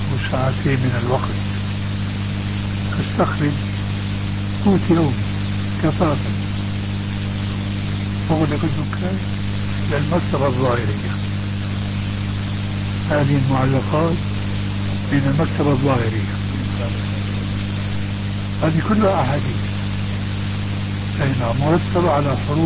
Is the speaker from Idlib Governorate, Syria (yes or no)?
no; Damascus, Damascus Governorate, Syria; يبعثر الكتب فيها الصالح والصالح كما يقال عندنا في دمشق.